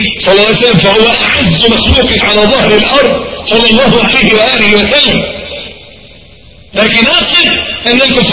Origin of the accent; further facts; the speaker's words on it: Egypt; عندنا في مصر معلش تلاقي راجل ميكانيكي